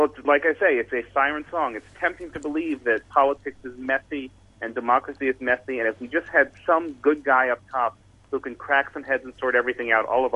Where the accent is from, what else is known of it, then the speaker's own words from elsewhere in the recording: United States; accent: American; As you can hear from my accent, I'm an American